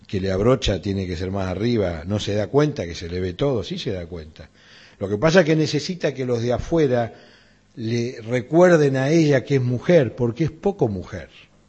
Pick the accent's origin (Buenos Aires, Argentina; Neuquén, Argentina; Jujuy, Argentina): Buenos Aires, Argentina; de donde nací y me formé, en Flores.